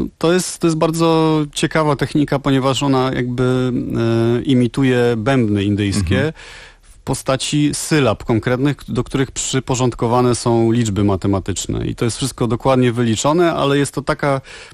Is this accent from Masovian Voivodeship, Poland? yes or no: no; Silesian Voivodeship, Poland; no jestem ze Śląska